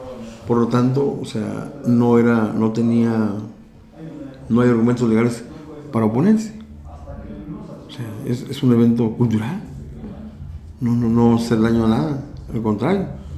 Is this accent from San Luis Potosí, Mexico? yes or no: yes; Matehuala, San Luis Potosí, Mexico; Yo soy de Matehuala, San Luis Potosí, soy potosino